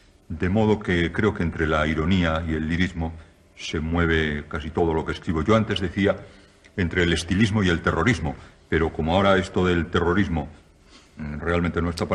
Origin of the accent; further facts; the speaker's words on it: Spain; a mí lo que más me preocupa en estos momentos como escritor y como español